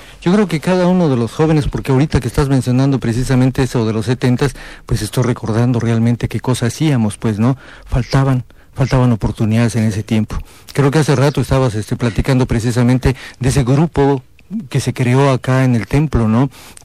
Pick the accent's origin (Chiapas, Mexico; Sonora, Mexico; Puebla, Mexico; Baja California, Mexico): Chiapas, Mexico; Comitán; la oportunidad maravillosa de volver a compartir reflexiones con la gente de acá de Comitán, mi pueblo.